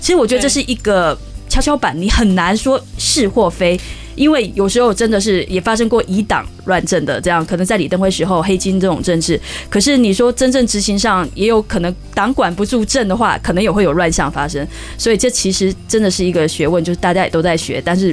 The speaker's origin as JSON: {"language": "Chinese", "country": "Taiwan", "said": "是我觉得我觉得对我一个台湾人来说啊"}